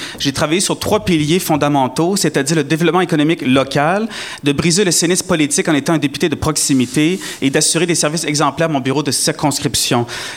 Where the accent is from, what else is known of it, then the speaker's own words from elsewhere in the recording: New Brunswick, Canada; also born or lived in Beauport, Canada / Micronesia; Je suis né à Beauport, j'ai grandi au Nouveau-Brunswick et j'ai vécu 4 ans dans une île du Pacifique, les États fédérés de la Micronésie.